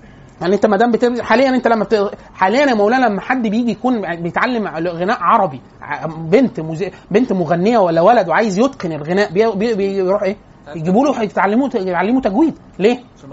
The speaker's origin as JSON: {"language": "Arabic", "town": "Cairo", "region": "Cairo Governorate", "country": "Egypt", "said": "احنا انا وانت من القاهره القاهري يعرف حاجه اسمها قف"}